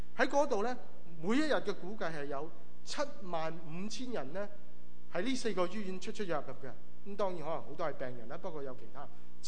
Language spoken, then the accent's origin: Chinese; Guangdong, China; 我们广东人中国人说